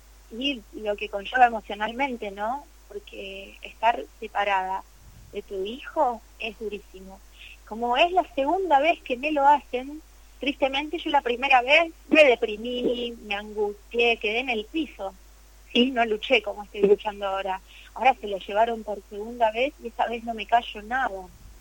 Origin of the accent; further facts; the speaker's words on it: Buenos Aires, Argentina; born there; now in Misiones, Argentina; Yo no soy oriunda de Misiones, Canek tampoco. Nosotros nacimos en Buenos Aires y nos mudamos para acá en el 2017.